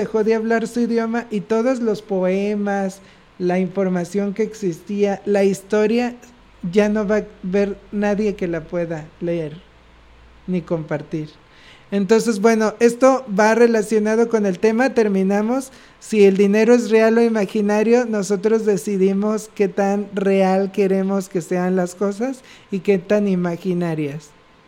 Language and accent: Spanish; Mexico; nosotros como mexicanos tenemos un gran, digamos, una gran riqueza cultural